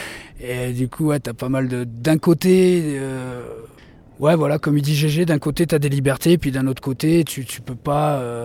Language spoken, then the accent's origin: French; France; parce que nous, encore une fois, on est français, donc on a la facilité d'être nomade